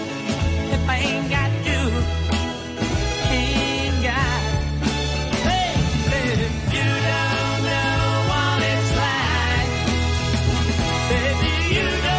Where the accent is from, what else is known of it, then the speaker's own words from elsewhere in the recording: Hong Kong; 不過我哋香港人真係咧對呢一個抗疫嗰個 alert 咧、真係可以話值得一讚